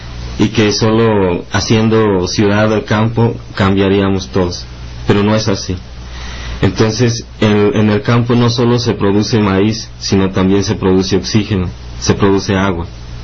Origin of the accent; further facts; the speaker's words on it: Chilapa, Guerrero, Mexico; vengo del municipio de Chilapa, una comunidad que se llama El Jagüey, desde el corazón de la montaña baja.